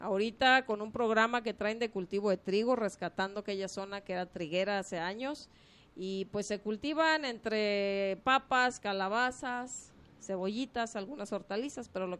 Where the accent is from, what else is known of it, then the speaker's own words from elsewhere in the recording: Tlaltenango, Mexico; Vida de niños en un pueblo se trata de trabajar un poquito entre juego y trabajo, pero fue muy divertido.